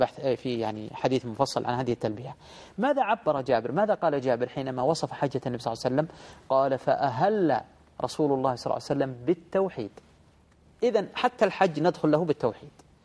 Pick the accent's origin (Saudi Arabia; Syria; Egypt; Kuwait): Saudi Arabia; يعني مثلا عندنا في المملكة العربية السعودية الآن عدد السكان 20 مليون